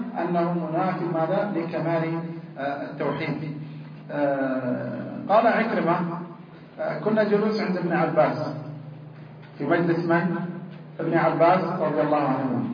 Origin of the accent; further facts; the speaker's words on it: Hejaz, Saudi Arabia; يسمون عندنا في الحجاز هنا الحول